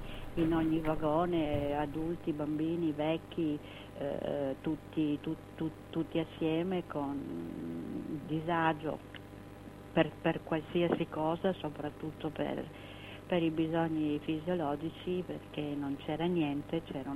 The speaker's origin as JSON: {"language": "Italian", "town": "Trieste", "region": "Friuli-Venezia Giulia", "country": "Italy", "tie": "born or raised there", "also_born_or_lived": "Rijeka", "moved": "as an adult", "lives_now": "Brussels, Belgium", "said": "sono nata a Fiume che adesso, io dico sempre purtroppo, si chiama Rijeka, è diventata Jugoslavia, poi adesso è Croazia, subito dopo la fine della Seconda Guerra Mondiale, con la mia famiglia ritrovata, ci siamo stabiliti a Trieste"}